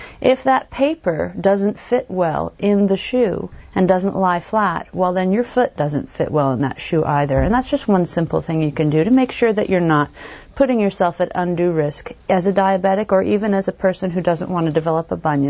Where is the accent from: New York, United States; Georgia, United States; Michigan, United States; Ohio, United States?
New York, United States; a very tiny town in upstate New York, which is quite funny because when my patients find out that I'm from New York